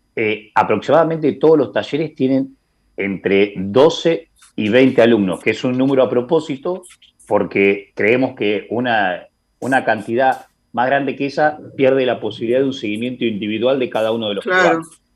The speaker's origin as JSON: {"language": "Spanish", "town": "Dolores", "region": "Buenos Aires Province", "country": "Argentina", "tie": "born or raised there", "lives_now": "La Plata, Argentina", "said": "Pero la contracara que, por ejemplo, en mi pueblo, en Dolores, que tiene 40.000 habitantes o menos incluso"}